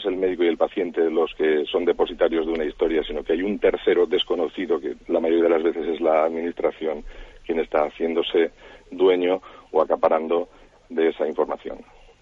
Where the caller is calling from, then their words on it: Valencia, Valencian Community, Spain; Hola, buenos días. … de Valencia.